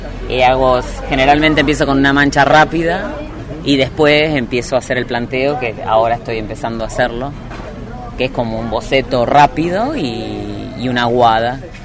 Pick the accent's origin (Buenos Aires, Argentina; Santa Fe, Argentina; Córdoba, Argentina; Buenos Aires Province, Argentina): Córdoba, Argentina; Las Rosas; y soy de Las Rosas.